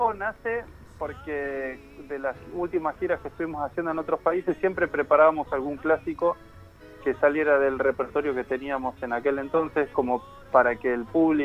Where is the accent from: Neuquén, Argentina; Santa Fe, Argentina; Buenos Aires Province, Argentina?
Buenos Aires Province, Argentina; Quilmes; yo también soy de Quilmes.